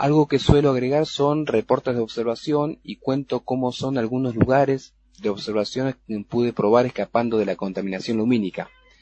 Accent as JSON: {"language": "Spanish", "town": "Ushuaia", "region": "Tierra del Fuego", "country": "Argentina", "tie": "born or raised there", "said": "Sí, yo nací acá en Ushuaia. Son de los que llaman NIC, nacidos y criados."}